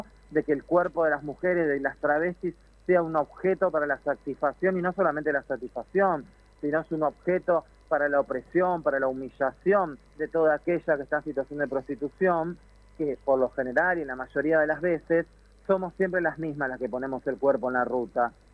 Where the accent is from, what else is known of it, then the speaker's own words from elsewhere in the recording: La Matanza, Buenos Aires Province, Argentina; Yo soy matancera, yo soy de La Matanza.